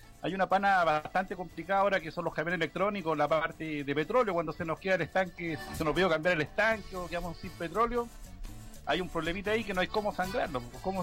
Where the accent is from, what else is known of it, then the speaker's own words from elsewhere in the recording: Chile; Entonces, como nosotros somos chilenos